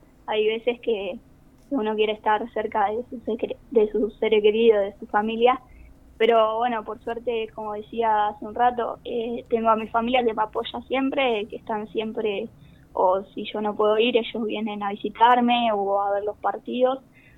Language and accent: Spanish; Maipú, Buenos Aires Province, Argentina; moved away as an adult; now in Mar del Plata, Argentina; Yo llegué acá a Mar del Plata en el año 2019. Venía de Maipú. Siempre tenés que salir del pueblo para estudiar una carrera, porque en el pueblo hay muy pocas.